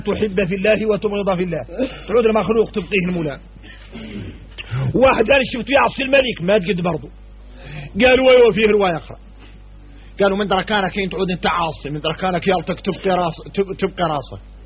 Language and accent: Arabic; Mauritania; احنا موريتاني نعرفوا شكل من النفاق